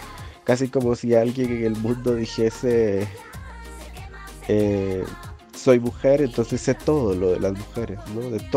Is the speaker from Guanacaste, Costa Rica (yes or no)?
yes; Nicoya, Guanacaste, Costa Rica; tengo 29 años. Soy costarricense, aunque disfruto mucho más decir que soy centroamericana, pero particularmente guanacasteca, nicoyana para ser exacta.